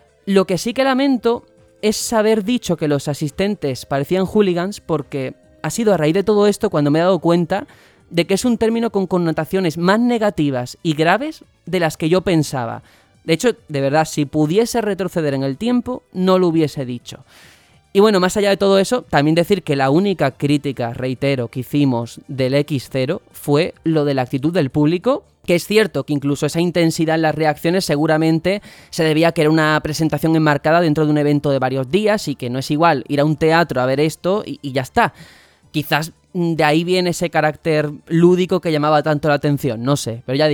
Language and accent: Spanish; Mexico; pero así somos los mexicanos. De todo se hace fiesta aquí